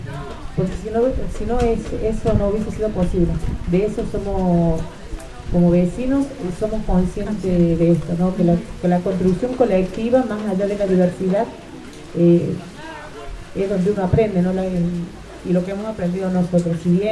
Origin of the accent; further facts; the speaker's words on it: Córdoba, Argentina; Vengo de la provincia de Córdoba. Vivo en el barrio de Malinas, Argentina.